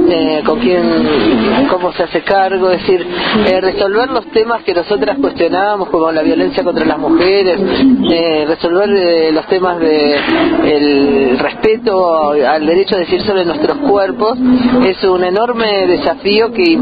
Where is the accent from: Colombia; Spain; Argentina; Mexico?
Argentina; Buenos Aires; yo soy de Buenos Aires, pero hemos trabajado y compartimos con compañeras de distintas provincias del país